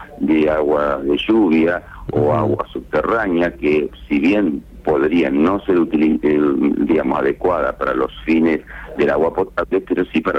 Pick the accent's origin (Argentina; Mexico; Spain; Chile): Argentina; pero como argentinos, con una visión más amplia